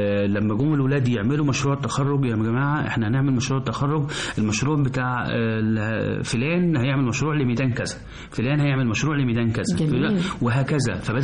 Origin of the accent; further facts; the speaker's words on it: Egypt; بجد الناس احنا كمصريين عندنا الاستقبال وحفاوة الاستقبال جميلة جدا